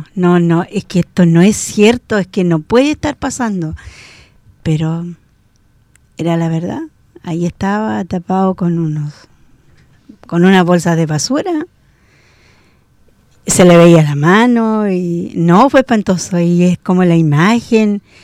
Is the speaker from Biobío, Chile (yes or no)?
yes; Arauco, Biobío, Chile; born there; después mi familia se cambió de ciudad. Y para que nadie se diera cuenta, y aún así, en Arauco, mi pueblo de nacencia, nunca se supo que yo tuve un hijo.